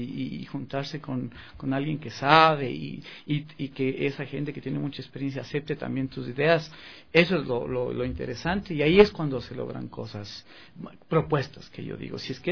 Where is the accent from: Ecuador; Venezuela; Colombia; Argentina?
Ecuador; Le digo, es que soy ecuatoriano, pero yo mi música es esto, sale de aquí